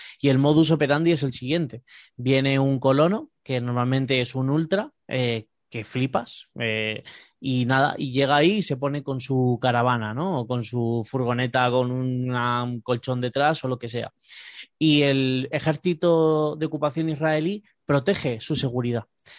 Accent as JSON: {"language": "Spanish", "country": "Spain", "said": "como españoles, personas del Estado español, bien sabemos que eso da dinero"}